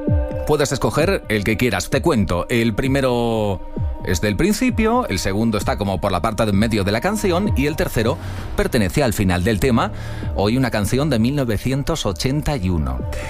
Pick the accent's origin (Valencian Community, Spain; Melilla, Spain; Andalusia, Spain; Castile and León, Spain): Valencian Community, Spain; Valencia; punto para ti, para mi tierra, 96.1 en los 40 Classic en Valencia.